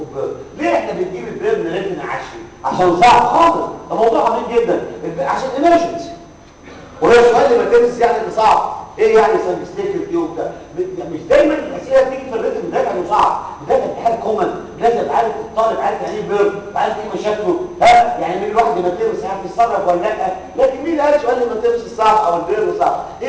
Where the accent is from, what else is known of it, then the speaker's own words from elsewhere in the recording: Egypt; على فكره عندنا في مصر